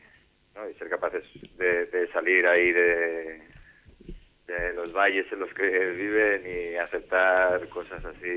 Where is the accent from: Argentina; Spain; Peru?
Spain; Catalonia; Yo soy de Cataluña.